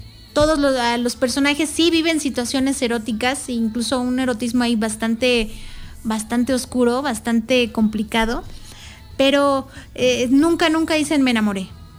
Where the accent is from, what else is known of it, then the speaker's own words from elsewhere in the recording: Mexico; cómo es que como mexicanos nos hemos estado conformando